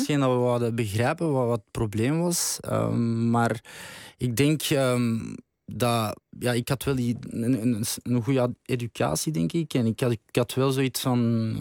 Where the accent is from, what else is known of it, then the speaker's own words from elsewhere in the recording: Vilvoorde, Flemish Brabant, Belgium; En ik kom van Vilvoorde.